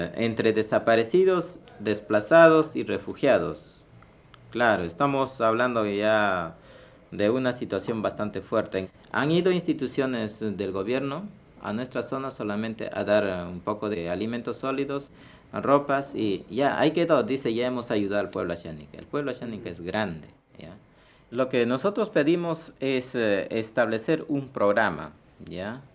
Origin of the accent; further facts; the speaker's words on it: Peru; Porque yo también soy peruano.